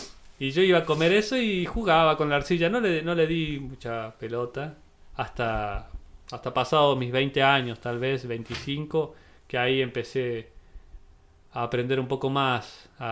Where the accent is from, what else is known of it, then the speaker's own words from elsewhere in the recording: Cerro de Oro, Córdoba, Argentina; also born or lived in Villa Dolores; Yo nací en Villa Dolores, en el 91, pero me crié en Cerro de Oro, ¿no? Ajá. antes que hubiera asfalto, antes que había luz.